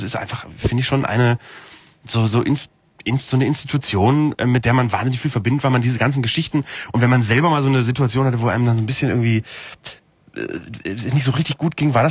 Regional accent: Bremen, Germany; in Bremen, wo ich herkomme.

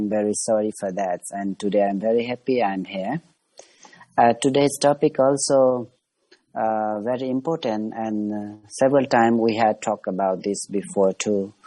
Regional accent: Kathmandu, Bagmati, Nepal; from Kathmandu, now from Himalaya.

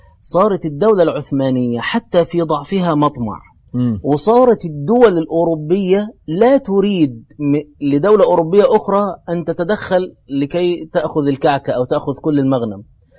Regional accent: Egypt; المصريين يعني احنا مصريين، بس مش هنغازل المصريين

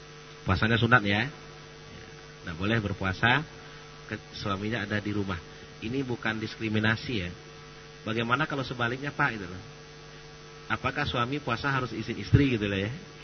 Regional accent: Sumatra, Indonesia; Di beberapa daerah, mungkin di daerah saya juga begitu di Sumatera ya.

